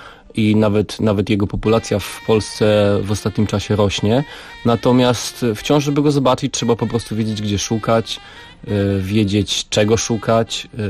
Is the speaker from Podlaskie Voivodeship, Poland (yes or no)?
no; Warsaw, Masovian Voivodeship, Poland; bo ja się urodziłem w Warszawie, wychowałem tutaj